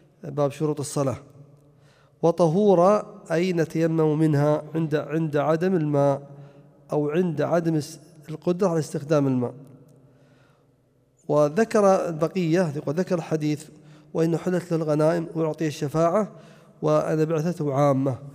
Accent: Najd, Saudi Arabia; ولا يزال الناس عندنا في نجد يقولون مثل هذا

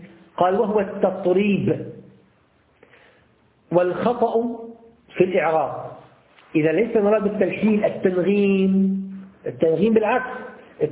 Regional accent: Damascus, Damascus Governorate, Syria; عندنا في دمشق في الأحياء التجارية مثل السوق متحداشة يوجد مساجد كثيرة

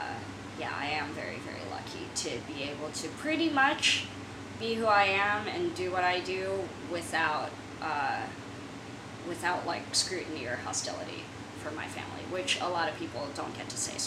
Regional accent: San Francisco, California, United States; growing up in San Francisco, which, at least while I was there, and the environments that I was moving through, especially as a younger child when this movie came out, it's a lot of Asian American people there

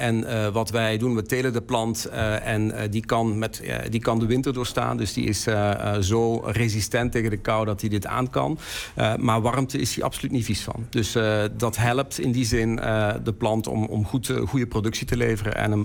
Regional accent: Flanders, Belgium; Ik ben Belg, ben Vlaming, ja. Dus dat is wel heel zuidelijk Nederland.

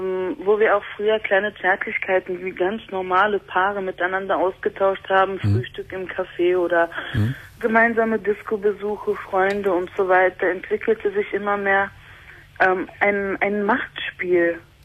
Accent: Berlin, Germany; ich bin ursprünglich Türkin, aber in Berlin geboren, in Berlin aufgewachsen.

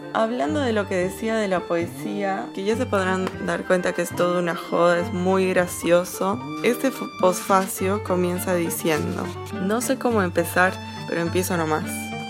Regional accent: Entre Ríos, Argentina; now in Buenos Aires, Argentina; Soy entrerriano, medio tucumano y salteño en Buenos Aires. Una especie de entrerriano, etcétera, etcétera, hasta la muerte, que vive en Buenos Aires.

